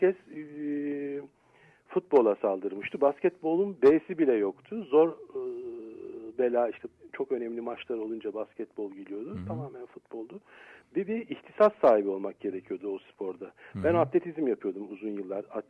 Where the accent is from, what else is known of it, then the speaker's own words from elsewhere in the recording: Istanbul, Turkey; ben kendimi Selanikli olarak görüyorum. Çünkü bir mübadil çocuğuyuz. Oradan tabii Türkiye'ye gelip buralarda büyüdük tabii. Basınköy'de oturdum. Türkiye'nin ilk gazetecilerinin kurduğu Basınköy'de. Tabii ben gazeteci bir babanın çocuğu değildim. Denizciydi benim babam. Orada oturduk.